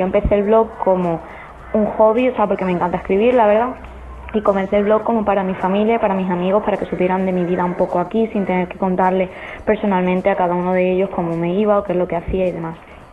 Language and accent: Spanish; Málaga, Andalusia, Spain; moved away as an adult; now in Brisbane, Australia; tengo 21 añitos y me vine a Australia hace 3. Llegué con 18 años recién cumplido. Soy de Málaga y me vine a vivir a la ciudad de Brisbane con mi pareja.